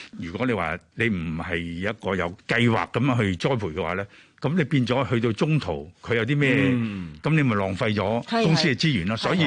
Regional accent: Hong Kong; also born or lived in Taishan, Guangdong; 我是在鄉下出世之後咧，我係大概五六歲咧就嚟咗香港。

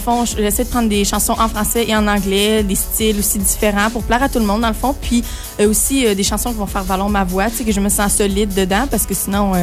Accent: Trois-Rivières, Quebec, Canada; j'ai 15 ans, puis je viens de Trois-Rivières, ici même.

